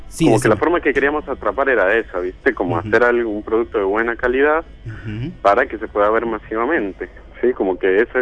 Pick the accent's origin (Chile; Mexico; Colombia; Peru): Colombia; now in Argentina; Yo soy colombiano.